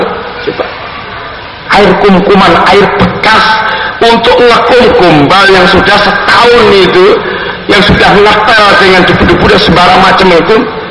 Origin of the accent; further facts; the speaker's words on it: Surakarta, Central Java, Indonesia; Saya orang Solo.